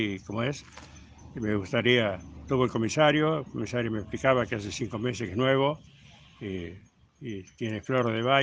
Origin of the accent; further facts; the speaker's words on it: Tandil, Buenos Aires Province, Argentina; now in Cañuelas, Argentina; vine de Tandil en el año 70, tengo hijos, nietos.